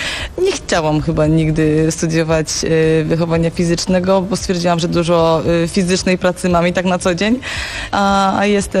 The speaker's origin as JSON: {"language": "Polish", "region": "Silesian Voivodeship", "country": "Poland", "said": "Jestem dziewczyną z Zagłębia."}